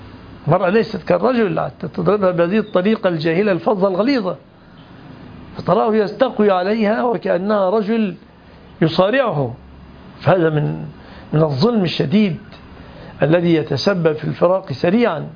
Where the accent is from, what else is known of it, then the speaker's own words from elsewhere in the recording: Egypt; وعندنا في مصر مثل مصري يقول